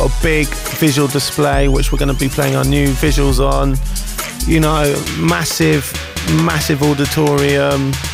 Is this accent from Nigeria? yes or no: no; Bristol, South West England, United Kingdom; Growing up in Bristol in the 1990s, definitely inspired me a lot